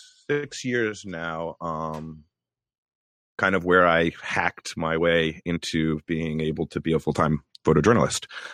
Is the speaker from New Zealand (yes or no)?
no; Princeton, New Jersey, United States; I'm from New Jersey, Central Jersey. I grew up in Princeton, which is kind of, that, you know, it's the university town, but you're halfway between New York and Philly.